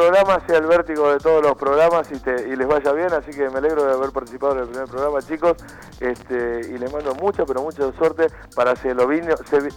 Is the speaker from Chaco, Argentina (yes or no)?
no; Luján, Buenos Aires Province, Argentina; Nací en Luján, viví mis primeros 20 años, mi adolescencia en Luján.